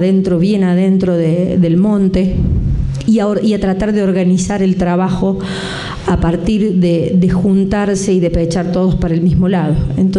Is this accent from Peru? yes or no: no; Cruz del Eje, Córdoba, Argentina; Bueno, yo soy de Cruz del Eje, acá nomás, he venido a Capillas mucho, de niña, a dar unas vueltas